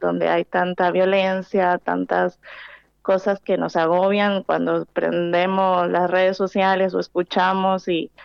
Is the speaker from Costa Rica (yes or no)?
yes; Limón, Costa Rica; yo soy centroamericana, nací en el Caribe de Costa Rica, y crecí escuchando boleros, trovadores en la playa